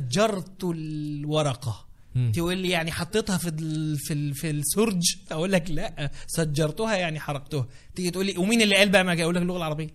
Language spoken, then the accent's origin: Arabic; Egypt; احنا وبالذات احنا كمصريين احنا بنسمي الحاجات